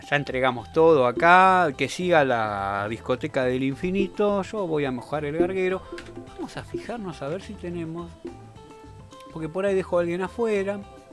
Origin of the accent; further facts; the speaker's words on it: Argentina; que me salió como tango, es que soy argentino, ¿verdad?